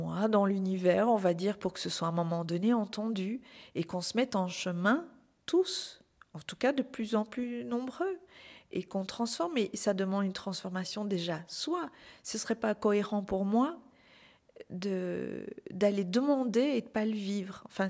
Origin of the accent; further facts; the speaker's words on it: Belgium; puisque je suis belge